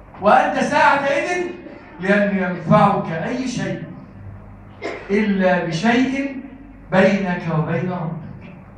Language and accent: Arabic; Egypt; اللهم اجعل بلدنا مصر بلدا آمنا مطمئنا وسائر بلاد المسلمين.